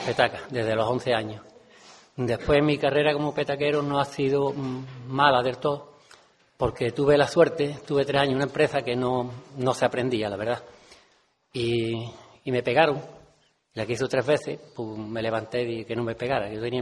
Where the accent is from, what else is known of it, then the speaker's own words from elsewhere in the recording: Benamahoma, Andalusia, Spain; a mi edad pues empezábamos muy temprano a trabajar, por necesidad. Yo soy de Benamahoma y entonces allí lo que había era campo